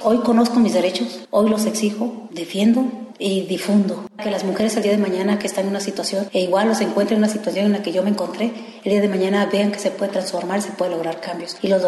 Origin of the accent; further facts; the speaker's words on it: Oaxaca, Mexico; todas somos del estado de Oaxaca, somos hablantes del mixteco bajo, mixteco alto y el triqui.